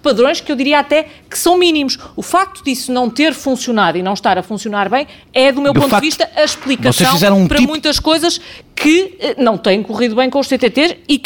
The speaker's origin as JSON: {"language": "Portuguese", "town": "Porto", "region": "Norte", "country": "Portugal", "said": "nós que somos do Porto, olhamos para ali"}